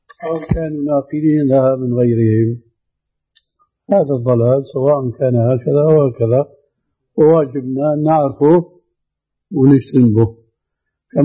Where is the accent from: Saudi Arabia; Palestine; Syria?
Syria; لكن النوبات مستعملة عندنا في سوريا